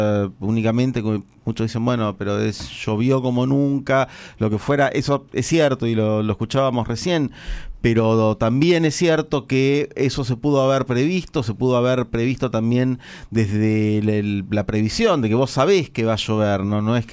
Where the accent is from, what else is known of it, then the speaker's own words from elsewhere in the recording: La Plata, Buenos Aires Province, Argentina; pero somos de La Plata, donde tuvimos hace...